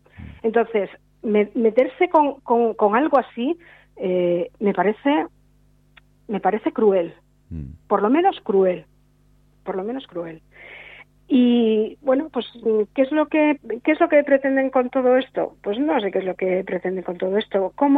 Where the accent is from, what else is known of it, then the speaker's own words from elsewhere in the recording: Galicia, Spain; yo soy gallega, y he venido en 1999 vine a vivir a Galicia, hasta Asturias, y trabajo en Asturias.